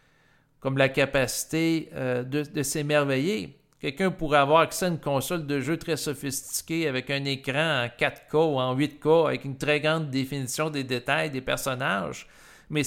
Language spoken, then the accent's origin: French; Quebec, Canada; puis je suis du Québec. Je ne suis pas au Congo présentement, je ne suis pas en Afghanistan.